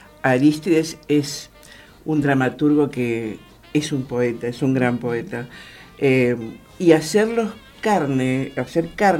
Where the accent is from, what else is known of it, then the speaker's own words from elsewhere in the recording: Mendoza, Argentina; now in Buenos Aires, Argentina; porque soy una mendocina que está en Buenos Aires. Entonces venir a actuar a Mendoza es algo para mí muy, muy... me conmueve